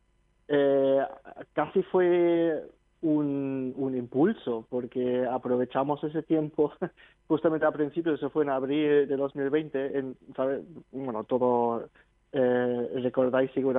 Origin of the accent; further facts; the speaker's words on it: Germany; empezamos en el 2000 en Alemania, que yo soy natural de Alemania